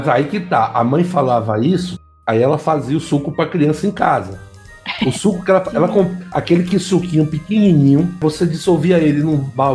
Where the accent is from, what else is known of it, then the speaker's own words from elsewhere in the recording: Bahia, Brazil; esse não tinha na Bahia, não. Pelo menos lá na minha região não chegou desses, não.